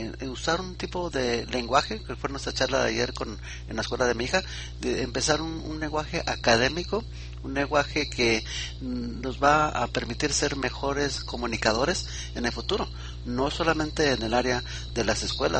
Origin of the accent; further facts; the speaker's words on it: Mexico; now in United States; estoy yo experimentando en Estados Unidos también con donde entramos nosotros como mexicanos, entramos como hispanos